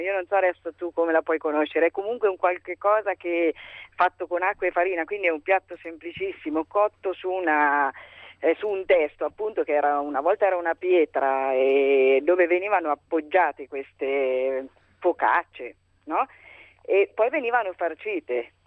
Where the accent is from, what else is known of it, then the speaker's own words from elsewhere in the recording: Perugia, Umbria, Italy; Io sono perugina, quindi la torta al pesto è tipica di Perugia.